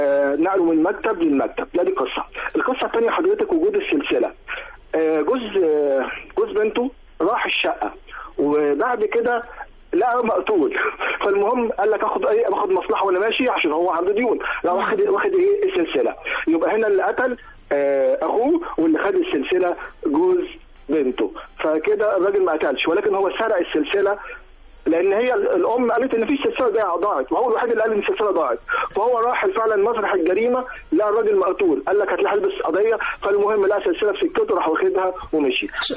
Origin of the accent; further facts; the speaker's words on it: Ismailia, Ismailia Governorate, Egypt; إسماعيلية.